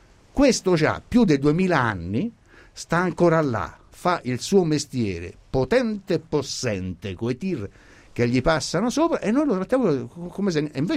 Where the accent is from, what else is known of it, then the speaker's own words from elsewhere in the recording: Latina, Lazio, Italy; Noi veniamo da Latina